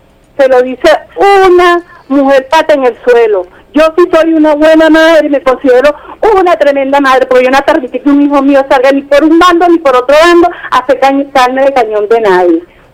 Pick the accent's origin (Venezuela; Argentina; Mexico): Venezuela; yo como madre venezolana